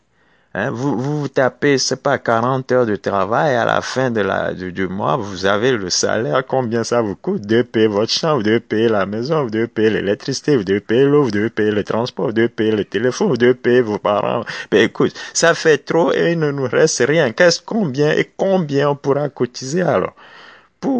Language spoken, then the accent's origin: French; Togo; Ben, allez, en tant que Togolais